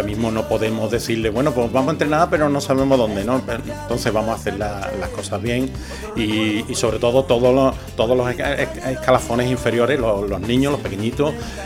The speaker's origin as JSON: {"language": "Spanish", "region": "Andalusia", "country": "Spain", "said": "somos andaluces, pero trabajamos bien"}